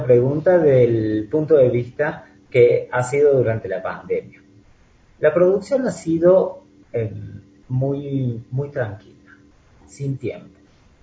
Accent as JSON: {"language": "Spanish", "country": "Argentina", "lives_now": "Ecuador", "said": "Claro que siempre prima en cada país, como en mi país, en Argentina, el tango"}